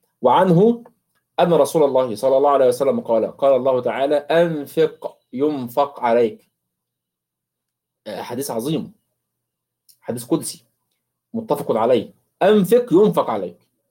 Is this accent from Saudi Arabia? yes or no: no; Egypt; كيلو اللبن ب 35 جنيه ولا ب 40 جنيه عندنا في مصر